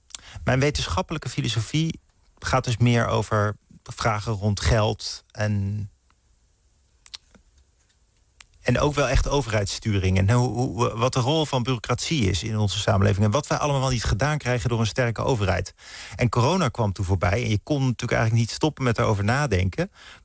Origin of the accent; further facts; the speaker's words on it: Utrecht, Netherlands; now in Amsterdam, Netherlands; Mijn familie wijst al naar de omgeving Amersfoort en Hilversum. En daar ging ik naar school. Toen ging ik studeren. Toen kom ik in Amsterdam. Daar woon ik nu in de buurt.